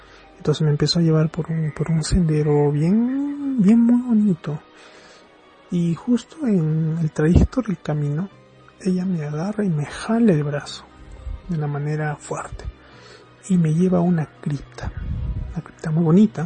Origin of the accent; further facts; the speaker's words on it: Arequipa, Peru; sí, nuevamente, soy del país de Perú, del departamento de Arequipa